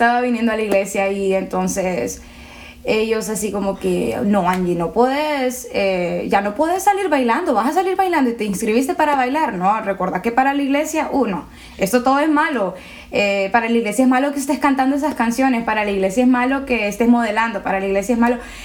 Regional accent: La Lima, Cortés, Honduras; also born or lived in El Progreso; A los cortos 3 meses de edad me mudé con mi mamá y mi papá aquí en La Lima, en Residencial Oro Verde, y he vivido mis casi 23 años de vida allí.

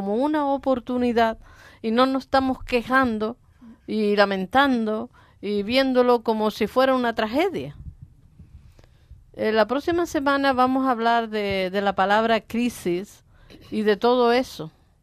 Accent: Valle Seco, Canary Islands, Spain; born there; also born or lived in Venezuela; allá empecé a ser empresaria. aunque nací aquí en Valle Seco, allí en el Sumacal, y esta es mi tierra, la que yo añoraba y a la que quería volver, y lo logré

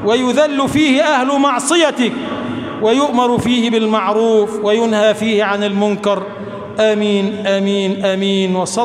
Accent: Egypt; اللهم اجعل بلدنا مصر بلدا آمنا مطمئنا

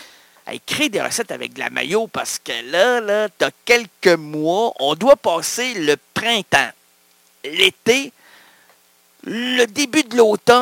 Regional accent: Quebec, Canada; On est heureux, on est des Québécois!

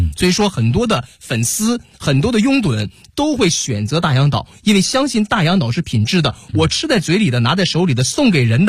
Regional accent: Dalian, Liaoning, China; 大家好，我是来自辽宁大连的

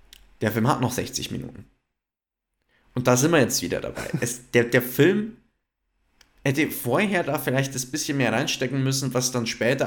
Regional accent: United States; Ja, ich muss außerdem auch noch sagen Monarchie, weil ich bin ja auch Amerikaner, also.

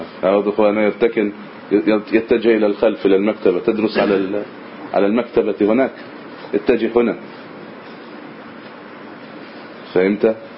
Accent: Egypt; نريد أن يكون عندنا في مصر هنا مثلا جامعة إسلامية سلفية رسمية

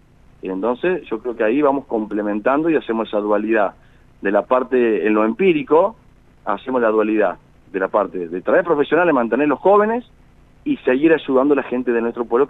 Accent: Río Cuarto, Córdoba, Argentina; also born or lived in Viamonte; Yo nací en Viamonte, pero me fui muy chiquito a Río Cuarto.

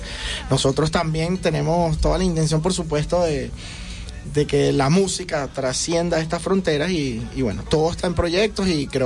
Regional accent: Petare, Miranda, Venezuela; de Petare, con toda seguridad.

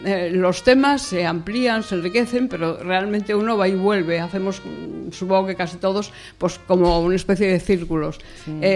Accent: Asturias, Spain; soy una amante de Asturias y de todo lo que concierne a nuestra Asturias patria querida

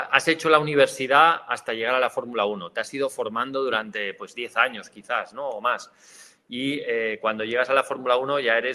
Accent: Spain; siendo español, en la época en la que yo entré, era casi una heroicidad, ¿no?

